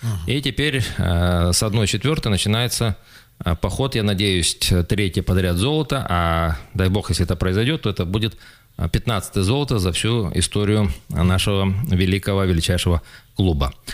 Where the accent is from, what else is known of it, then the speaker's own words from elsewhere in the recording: Sukhobuzimskoye, Krasnoyarsk Krai, Russia; моя малая родина, село Сухобузимское, я все-таки, скажем так, при определенных обстоятельствах заканчивал Сухобузимскую среднюю школу, правда, это было еще в прошлом веке